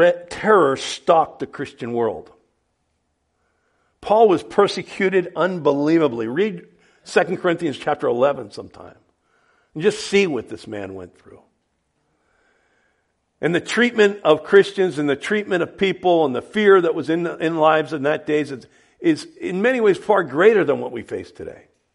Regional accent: New Jersey, United States; I mean, I grew up in North Jersey, and I grew up in a neighborhood where we didn't lock the house. We didn't lock the cars. We lived in a safe little town.

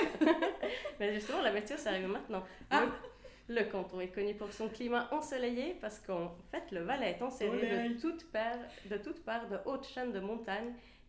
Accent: Sweden; now in Switzerland; je suis suisse, mais originaire de Suède.

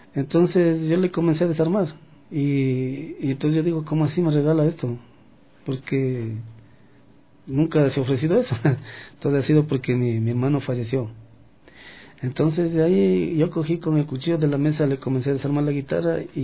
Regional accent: Quito, Pichincha, Ecuador; also born or lived in Carchi; Yo me crié aquí en Quito mismo.

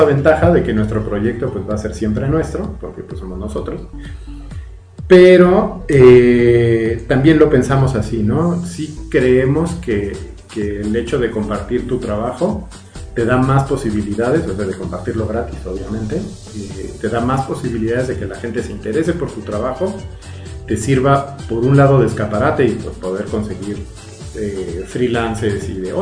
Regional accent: Mexico; Porque hablamos de tacos y de cosas que nos pasan a nosotros, que somos mexicanos, que vivimos en México

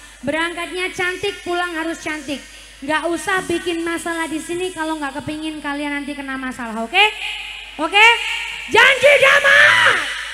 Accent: East Java, Indonesia; Meskipun saya dari Jawa Timur, tapi saya kepingin bisa bawain lagu tarling ya.

